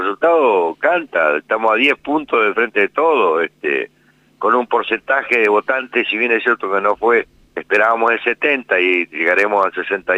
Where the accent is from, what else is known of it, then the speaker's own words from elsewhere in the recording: Colonia Barón, La Pampa, Argentina; yo soy de Colonia Barón, pero bueno, ya tengo cierta inserción en distintos lugares, incluso hasta en Santa Rosa.